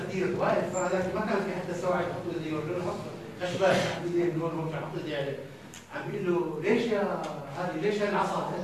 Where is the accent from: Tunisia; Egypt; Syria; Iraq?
Syria; اما عندنا في سوريا الامر مخلوق تماما.